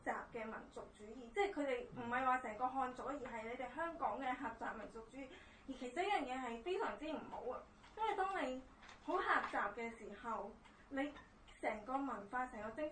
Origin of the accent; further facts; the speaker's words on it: China; 作為一個內地人，咁我亦都由細睇香港節目長大，